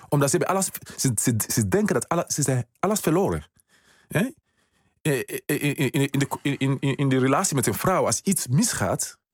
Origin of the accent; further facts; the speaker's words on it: Sierra Leone; now in Netherlands; Ja, ik kom uit Sierra Leone.